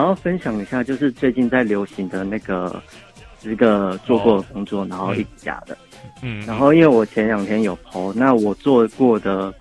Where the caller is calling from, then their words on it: Australia; 喂，你好，我是澳洲的